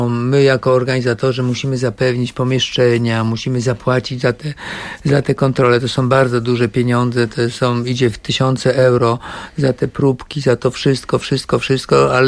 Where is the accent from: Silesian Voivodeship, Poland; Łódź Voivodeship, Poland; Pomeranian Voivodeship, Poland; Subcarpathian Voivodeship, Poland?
Pomeranian Voivodeship, Poland; Kołczygłowy; born there; also born or lived in Warsaw / Italy; urodziłem się w Kołczygłowach, na Kaszubach. Wyjechałem do Warszawy na studia, najpierw na WF